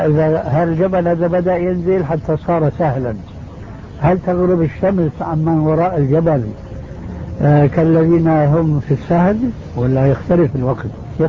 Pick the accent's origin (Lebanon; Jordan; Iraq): Jordan; فليس للأفراد هنا دخل، خاصة عندنا في الأردن